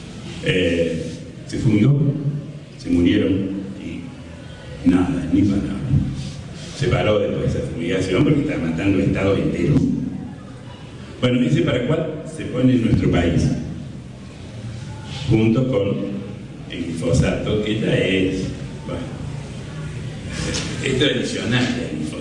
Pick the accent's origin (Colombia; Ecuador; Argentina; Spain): Argentina; somos todos argentinos